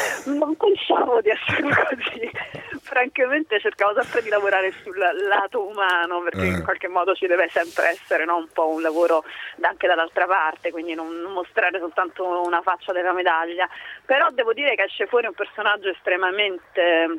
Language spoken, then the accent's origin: Italian; Caserta, Campania, Italy; La mia madre è proprio italiana, sono del sud, io campana, casertana.